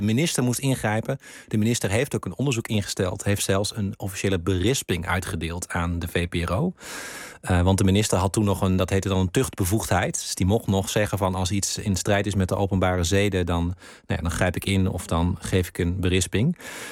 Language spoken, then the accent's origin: Dutch; Randstad, Netherlands; En hij was zelf geen Limburger, ik kwam uit de Randstad